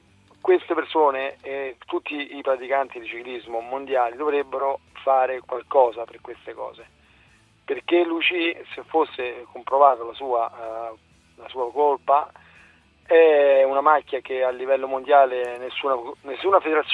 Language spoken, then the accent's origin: Italian; Lazio, Italy; essendo laziale lo conosco abbastanza bene